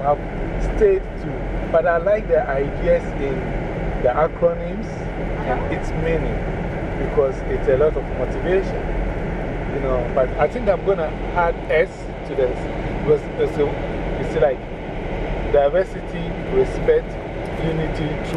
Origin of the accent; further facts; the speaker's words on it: Ghana; So I know people from my country who are here, and even from my hometown.